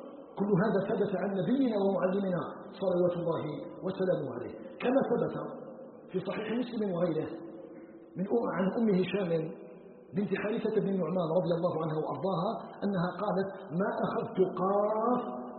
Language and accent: Arabic; Algeria; نسأله جل في علاه أن يجعل بلدنا الجزائر بلدا آمنا مطمئنا